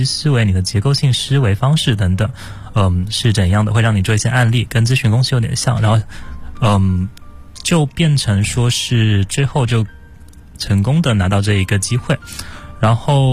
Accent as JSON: {"language": "Chinese", "region": "Guangdong", "country": "China", "tie": "born or raised there", "said": "我是可能大学之前都是在潮汕那边长大接受教育"}